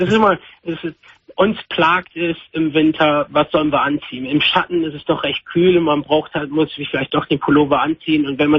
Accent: Northern Germany, Germany; also ich komme aus dem Norden Deutschland.

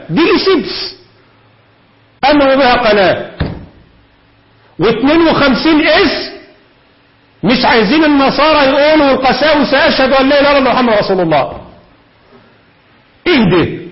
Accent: Egypt; ده عبد العال دي موجود عندنا في مصر كتير.

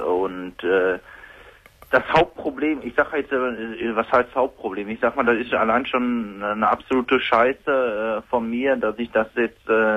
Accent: Mülheim an der Ruhr, North Rhine-Westphalia, Germany; Ich komme aus Mülheim.

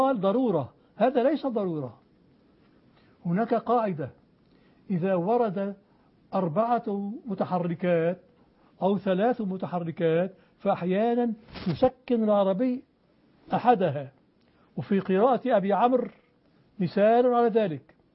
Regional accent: Aleppo, Aleppo Governorate, Syria; هذا في حلب وأنا من حلب

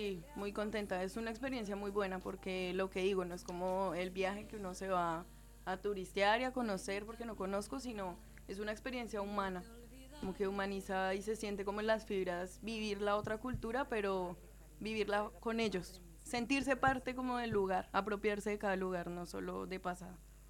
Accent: Colombia; moved away as an adult; now in Argentina; Sí, soy de Colombia.

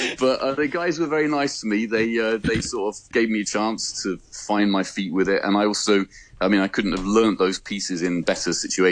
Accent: United Kingdom; So despite being a Brit, I'm doing my best.

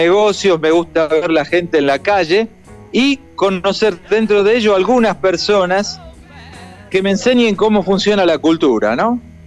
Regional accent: Argentina; Tengo 6 ciudadanos de la Comunidad Europea, soy argentino y tengo hondureño por naturalización.

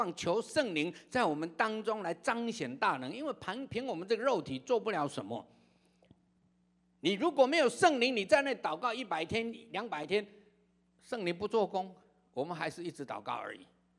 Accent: China; 甚至我们中国人说，哎，有白色的谎话

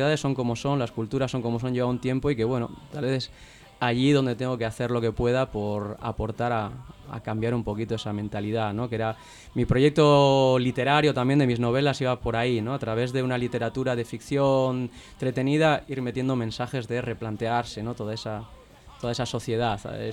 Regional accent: Basque Country, Spain; Y yo en Euskal Herria, mi tierra

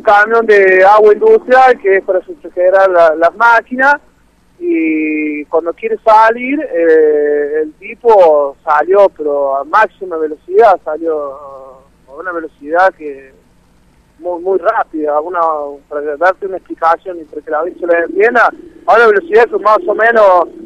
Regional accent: Villa Mercedes, San Luis, Argentina; born there; soy nacido acá en Villa Mercedes

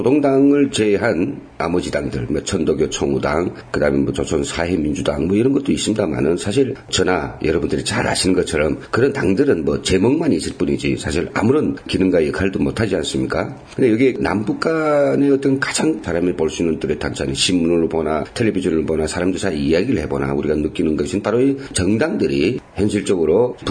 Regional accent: North Korea; now in South Korea, South Korea; 언제 10년도 안 되는 그런 우리 북에서 온 사람이

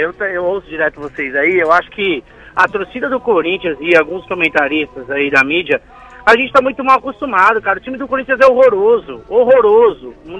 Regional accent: Belenzinho, São Paulo, Brazil; Mudei pra cá agora. Eu sou do Belenzinho, vizinho do bar

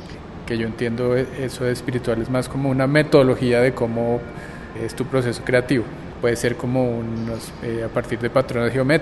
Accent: Bogotá, Colombia; soy artista de Bogotá.

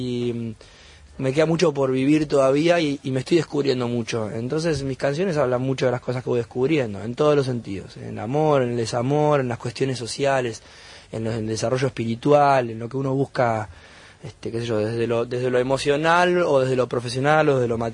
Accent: Bahía Blanca, Buenos Aires Province, Argentina; born there; Allá nací, en Bahía.

